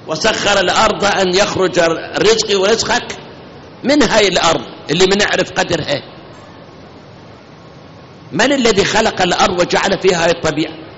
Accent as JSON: {"language": "Arabic", "country": "Iraq", "said": "من التمر عندنا بالعراق بس"}